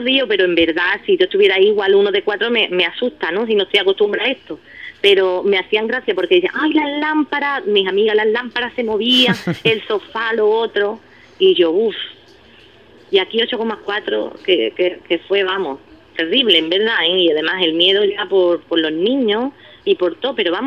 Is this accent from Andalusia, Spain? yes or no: yes; Ubrique, Andalusia, Spain; yo todo lo que cocino es lo que yo he cocinado ahí en mi pueblo, en Ubrique.